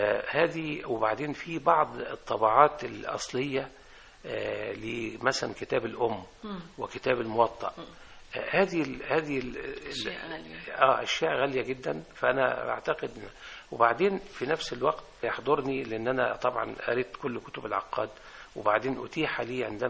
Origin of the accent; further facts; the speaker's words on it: Egypt; وهذه الفرق كانت بتدور عندنا في الريف